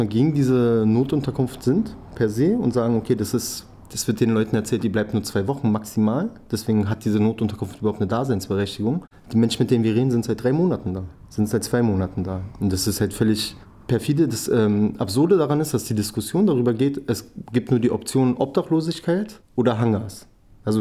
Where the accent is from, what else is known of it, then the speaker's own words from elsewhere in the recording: Berlin, Germany; Ich komme selber aus dem Wrangelkiez.